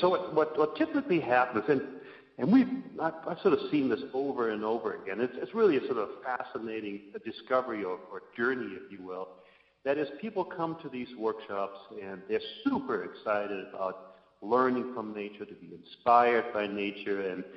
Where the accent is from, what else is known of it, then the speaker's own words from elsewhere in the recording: Germany; English is a second language; moved away as an adult; now in Helena, United States; And I lived here in Montana for about 25 years. I'm originally from Germany. And lived there for about 20-25 years.